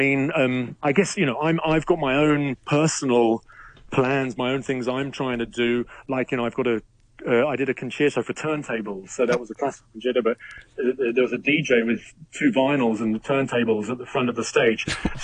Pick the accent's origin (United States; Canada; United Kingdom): United Kingdom; London; And he moved to London, where I was born. So I grew up as a Londoner